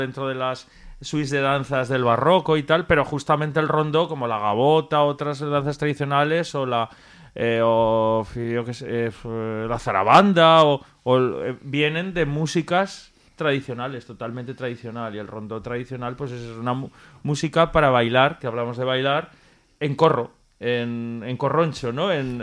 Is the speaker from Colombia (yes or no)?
no; Aragon, Spain; esta zona pirenaica francesa es un poco el culo de Francia y Aragón somos el culo de España.